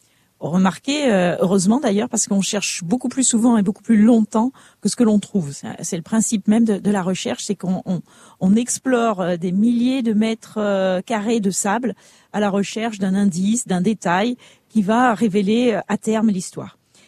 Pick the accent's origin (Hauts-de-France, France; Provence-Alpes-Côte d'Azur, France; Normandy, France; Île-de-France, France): Provence-Alpes-Côte d'Azur, France; Saint-Raphaël; j'ai grandi à Aiguet, à côté de Saint-Raphaël, un des quartiers de Saint-Raphaël.